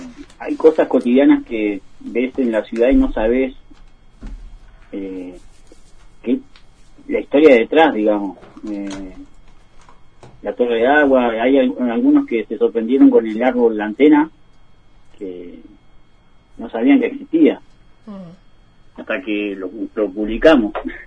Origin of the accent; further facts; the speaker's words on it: Bariloche, Río Negro, Argentina; born there; Sí, somos todos nacidos en Bariloche.